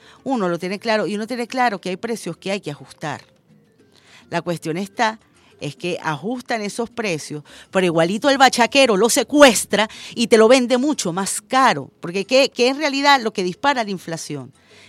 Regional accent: Venezuela

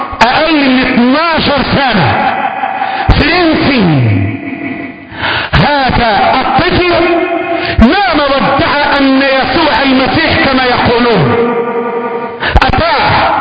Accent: Egypt; اللهم احفظ بلدنا مصر،

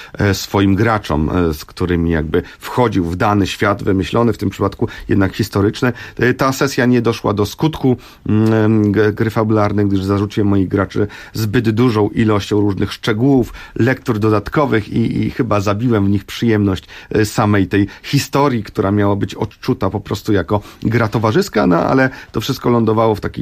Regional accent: Warsaw, Masovian Voivodeship, Poland; części Warszawy, czy w owym czasie przedmieść Warszawy, zupełnych peryferii, w których tak się złożyło, że się urodziłem, dorastałem w tej okolicy

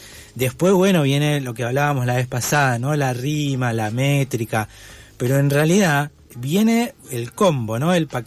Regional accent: Parque Chacabuco, Buenos Aires, Argentina; also born or lived in Bahía Blanca / France / Caballito; Yo cuando era chiquito, yo crecí en Parque Chacabuco, uh-huh. Donde vivo ahora. Viví 3 años de bebé en Bahía Blanca, después 1 año en la dictadura en Francia.

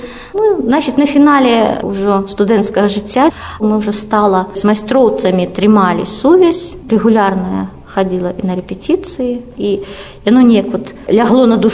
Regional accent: Slonim, Grodno Region, Belarus; moved away as an adult; Я са Слоніма, там нарадзілася, там жыла да 18 гадоў. Хоць я жыла ў горадзе, але мае бацькі пераехалі з вёскі ў горад за 2 гады да майго нараджэння.

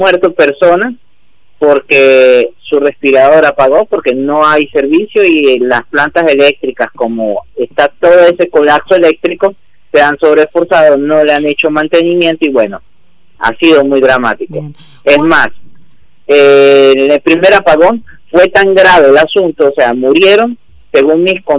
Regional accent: Venezuela; moved away as an adult; now in Tandil, Argentina; Bueno, yo vivo en Tandil y ya cumplí un año de vivir en Tandil. Yo me vine de Venezuela

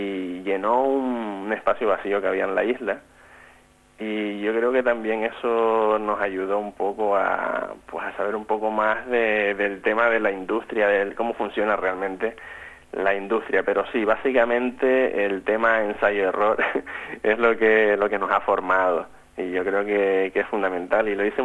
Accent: Canary Islands, Spain; now in Gran Canaria, Spain; yo vivo en Gran Canaria, los cuatro somos de Tenerife.

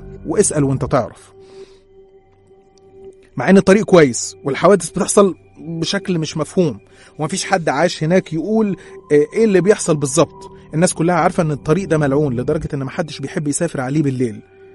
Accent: Qena Governorate, Egypt; احنا أصلا من الصعيد من محافظة قنا

